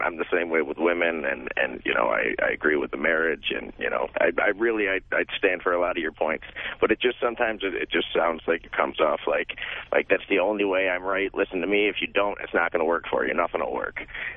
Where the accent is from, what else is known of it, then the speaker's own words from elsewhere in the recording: Syracuse, New York, United States; now in Los Angeles, United States; Syracuse.